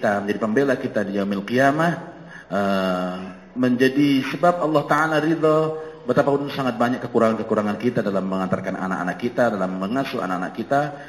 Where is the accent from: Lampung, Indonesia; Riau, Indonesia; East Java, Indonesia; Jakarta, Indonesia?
East Java, Indonesia; Jombang; Saya dari Jombang, tahu Jombang ya?